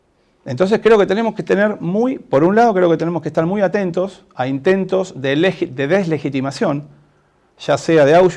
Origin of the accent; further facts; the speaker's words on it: Argentina; como argentinos argentinas, no podemos negar entonces esta vinculación